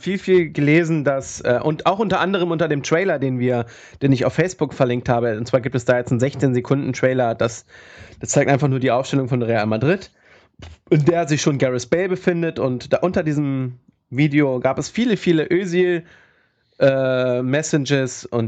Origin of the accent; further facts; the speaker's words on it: Bavaria, Germany; aber ich hätte ihn jetzt nicht geholt, so wenn ich als Bayer, aus Bayern-Sicht, hätte ich ihn jetzt nicht geholt.